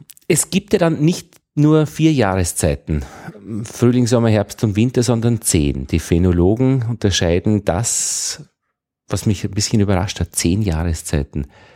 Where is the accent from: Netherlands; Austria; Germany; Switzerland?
Austria; Upper Austria; Und ich bin aus Oberösterreich, wir haben immer bemerkt, dass wenn man nach Wien kommt, die Wiener so 2-3 Wochen vorne sind.